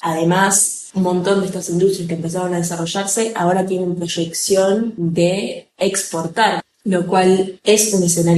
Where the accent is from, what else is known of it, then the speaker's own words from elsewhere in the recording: Argentina; yo soy argentina, frente a Argentina, Venezuela es más barato en términos de comida, de ropa, de motos, muchos productos son más económicos